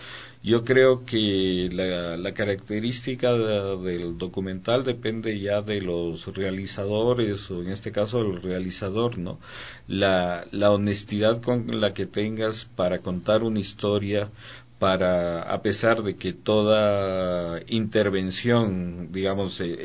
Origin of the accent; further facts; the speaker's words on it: Quito, Pichincha, Ecuador; Sí, soy quiteño. Soy nacido aquí hace 52 años.